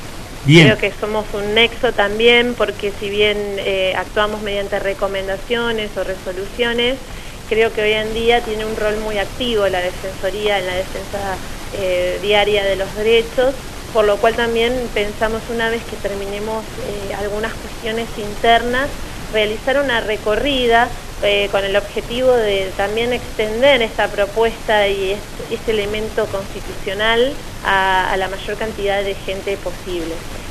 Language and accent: Spanish; Villa Regina, Río Negro, Argentina; also born or lived in La Plata; yo soy nativa de la ciudad de Villa Regina, provincia de Río Negro. Me he ausentado por 7 años de mi provincia para ir a estudiar a la ciudad de La Plata